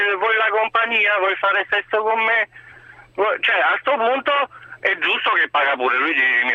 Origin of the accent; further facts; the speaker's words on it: Romania; now in Rome, Italy; Sono romeno.